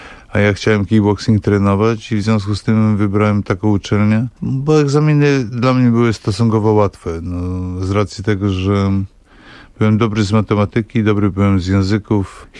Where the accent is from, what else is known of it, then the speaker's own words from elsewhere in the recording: Bystrzyca Kłodzka, Lower Silesian Voivodeship, Poland; moved away as an adult; also born or lived in Wrocław; now in Warsaw, Poland; ja jestem z Dolnego Śląska, to znaczy urodziłem się we Wrocławiu, natomiast przyznaję się do Bystrzycy Kłodzkiej, bo tam właściwie no, spędziłem wczesną młodość i właściwie no, też kończyłem szkołę podstawową i później ogólniak. I dopiero w 1986 roku przeprowadziłem się do Warszawy ze względu na studia.